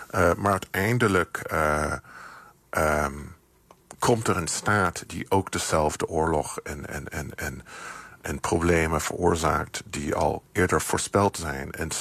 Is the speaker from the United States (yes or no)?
yes; United States; Jonge mensen in de Verenigde Staten, waar ik vandaan kom, onder de 40